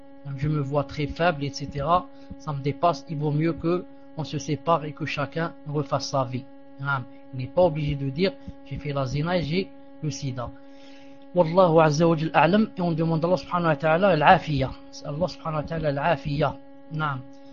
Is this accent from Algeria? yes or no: yes; Algeria; accent: Algerian Arabic; Et moi, je parle avec eux avec arabe dialectique comme l'arabe que je parle quand je suis chez moi en Algérie.